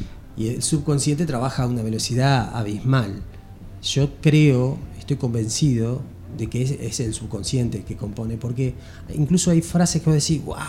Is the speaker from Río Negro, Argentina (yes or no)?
no; Barker, Buenos Aires, Argentina; born there; Yo nací en Barker. En Barker hay gente, hay chaqueños, hay correntinos, hay formoseños, bolivianos, chilenos, rusos, riojanos.